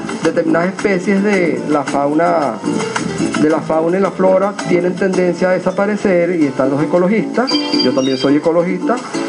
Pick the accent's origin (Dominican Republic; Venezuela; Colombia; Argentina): Venezuela; Cuando nosotros somos transculturizados, perdemos la memoria histórica, perdemos la identidad como venezolanos